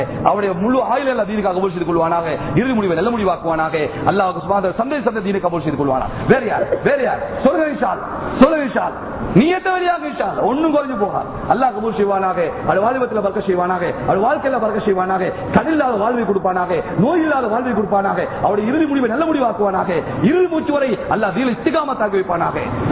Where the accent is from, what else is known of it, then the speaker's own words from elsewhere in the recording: Hatton, Central Province, Sri Lanka; accent: Estate Tamil; நான் ஹெட்டன்காரன், எஸ்டேட்ல உள்ள தமிழ்ல தான் பேசுறேன், சுத்த தமிழ் நமக்கு தெரியாது.